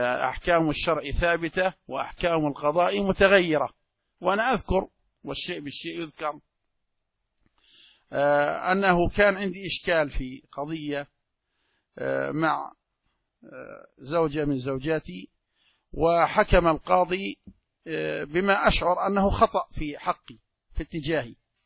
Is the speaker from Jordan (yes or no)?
yes; Jordan; رجل ثري عندنا في الأردن